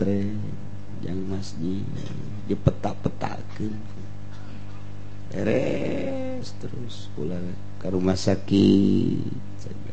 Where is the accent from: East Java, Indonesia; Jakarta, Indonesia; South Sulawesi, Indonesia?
Jakarta, Indonesia; Aduh, saya dari Jakarta.